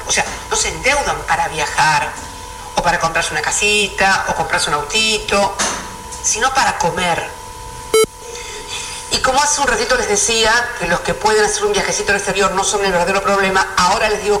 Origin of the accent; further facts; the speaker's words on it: Argentina; nos deben ocupar tanto como argentinos y como militantes